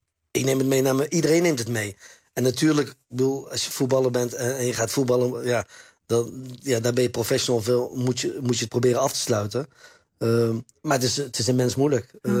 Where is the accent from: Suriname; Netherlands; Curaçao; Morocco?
Morocco; ik ben zelf Marokkaan, ik ben 46 jaar.